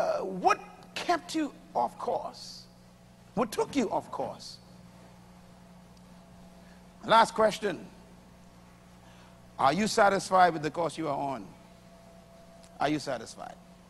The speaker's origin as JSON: {"language": "English", "town": "Bain Town", "region": "New Providence", "country": "Bahamas", "tie": "born or raised there", "said": "And I was born in Bain Town in the heart of two liquor bars on left and right."}